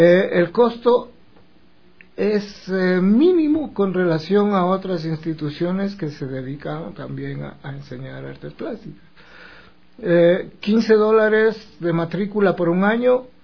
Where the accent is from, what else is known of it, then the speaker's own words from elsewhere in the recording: Ecuador; pero como somos ecuatorianos, será entre las 6:30 y 7.